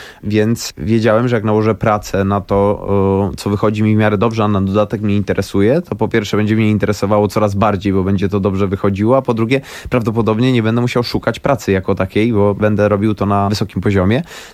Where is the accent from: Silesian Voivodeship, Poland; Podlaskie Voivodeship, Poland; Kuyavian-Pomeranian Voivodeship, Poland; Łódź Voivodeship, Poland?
Łódź Voivodeship, Poland; Łódź; Natomiast jestem z Łodzi, więc jeździłem 2-3 tygodnie w roku